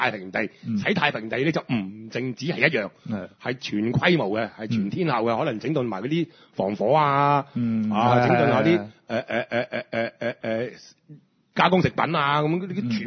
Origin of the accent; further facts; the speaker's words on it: Hong Kong; 我哋香港人嗰種諗法咧，即係我哋聽眾嗰種諗法咧